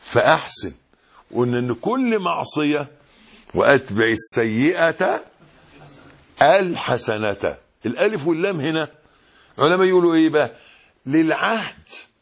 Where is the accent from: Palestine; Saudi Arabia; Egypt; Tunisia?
Egypt; يبقى لو حد زي عادتنا كمصريين نحن بيحلفوا بالنبي